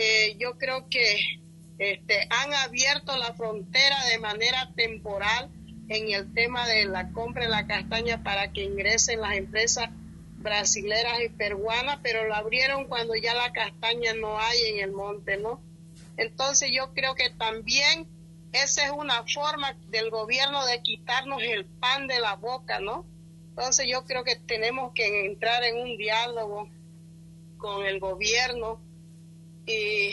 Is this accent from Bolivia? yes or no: yes; Pando, Bolivia; también somos bolivianos y merecemos respeto